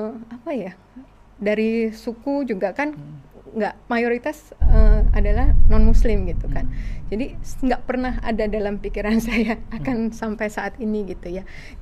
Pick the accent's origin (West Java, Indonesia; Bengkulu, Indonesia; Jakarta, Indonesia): Jakarta, Indonesia; Barat. Lahir di Jakarta.